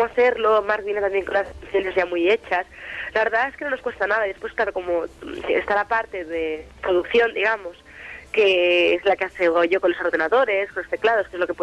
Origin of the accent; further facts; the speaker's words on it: Barcelona, Catalonia, Spain; moved away as an adult; now in Madrid, Spain; Sí, todos somos de Barcelona. Pero hará cosa de un año y unos cuantos meses que Marc y yo pues nos trasladamos a Madrid.